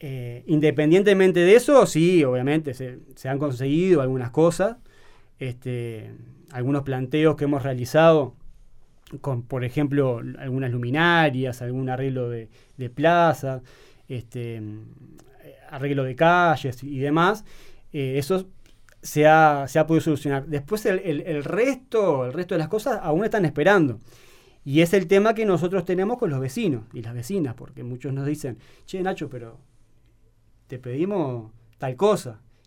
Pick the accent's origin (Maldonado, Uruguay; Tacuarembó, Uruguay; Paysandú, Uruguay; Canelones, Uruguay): Maldonado, Uruguay; Piriápolis; yo soy de Piriápolis y quiero darle o poder contribuir en algo lo que esa ciudad me ha dado.